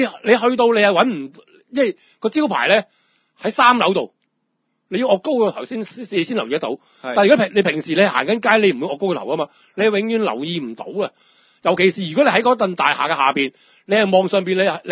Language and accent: Cantonese; Hong Kong; 我香港人我都知。